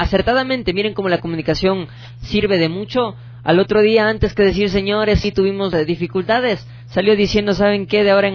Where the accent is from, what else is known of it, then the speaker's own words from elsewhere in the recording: Ecuador; No el hecho de que somos ecuatorianos nomás, no vamos a alcanzar nuestras metas y nuestros sueños.